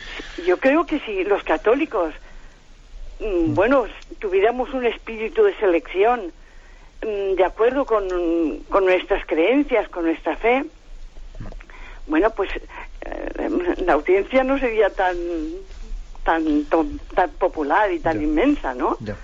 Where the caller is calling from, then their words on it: Valencia, Valencian Community, Spain; de Valencia.